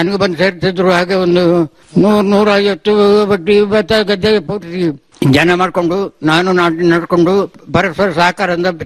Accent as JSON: {"language": "Kannada", "region": "Karnataka", "country": "India", "tie": "born or raised there", "said": "ಅದಿಲ್ಲಿ ಹನರ್ನಾಡು ನನ್ನ ಹುಟ್ಟೂರು."}